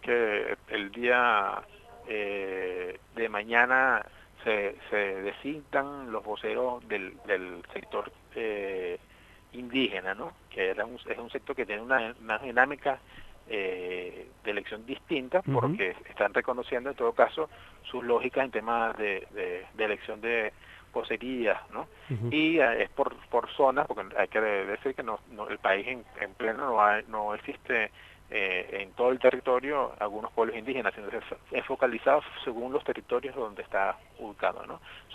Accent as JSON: {"language": "Spanish", "region": "Lara", "country": "Venezuela", "said": "yo soy del Estado Lara"}